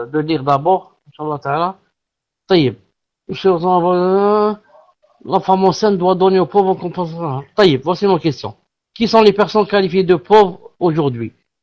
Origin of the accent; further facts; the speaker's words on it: Algeria; Un pauvre chez nous en Algérie, c'est quelqu'un de riche